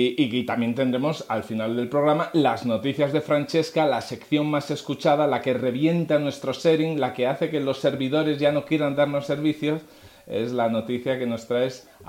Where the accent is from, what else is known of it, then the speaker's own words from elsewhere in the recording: Asturias, Spain; Yo como soy asturiano, pues se me da bien, porque puedo decirles vecines sin ningún problema.